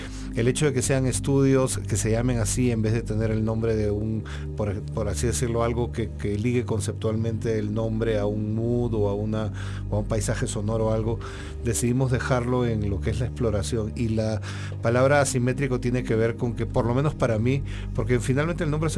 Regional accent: Peru; now in Mexico; yo vivía acá, yo soy peruano, pero regresé al Perú entre el 2012 y el 2016

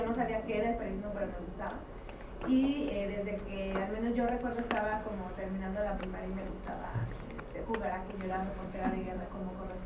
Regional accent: Durango, Mexico; Y en Durango, de donde yo soy originaria, pues no existe la carrera de periodismo

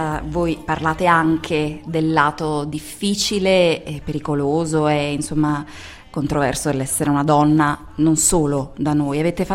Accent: Apulia, Italy; Io sono salentina, per cui vuoi o non vuoi, vivendo in Salento ti scontri con il reggae

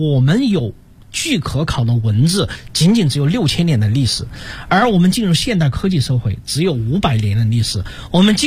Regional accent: Guizhou, China; 比如说我是从贵州来的，那贵州你就会发现他的这个那儿呢吃饭他的口味，他喜欢吃辣的

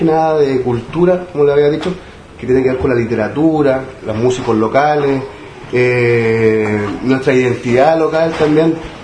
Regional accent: San Antonio, Valparaíso, Chile; soy de San Antonio

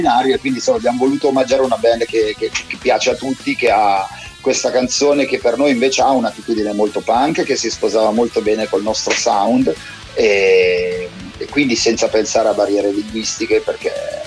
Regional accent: Milan, Lombardy, Italy; forse l'abbiamo doppiata a Milano essendo milanesi

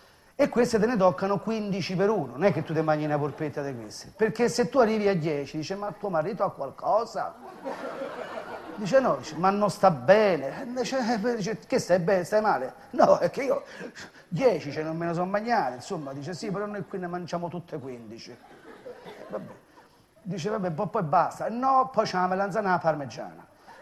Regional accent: Rome, Lazio, Italy; io sono romano di 7 generazioni

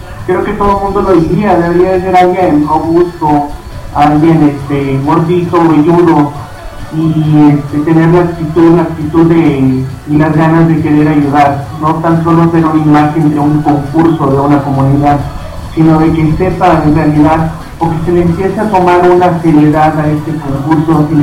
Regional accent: Tampico, Tamaulipas, Mexico; now in Mexico City, Mexico; fueron las amistades que yo he hecho aquí en la Ciudad de México. Yo soy de Tampico, Tamaulipas.

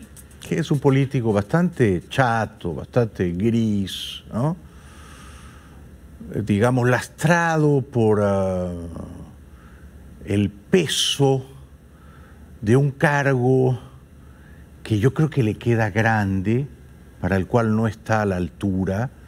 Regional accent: Peru; bastante impresentable por otra parte, pero así suelen ser los congresos en mi país

